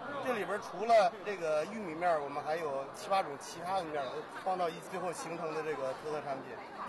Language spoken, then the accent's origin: Chinese; Langfang, Hebei, China; 我来自那个廊坊，安次区